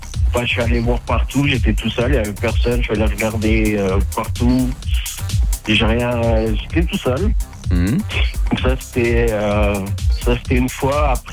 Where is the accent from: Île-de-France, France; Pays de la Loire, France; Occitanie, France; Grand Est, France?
Grand Est, France; Nancy; now in United States; Moi, je suis français. Non, je suis français. Je suis de Nancy.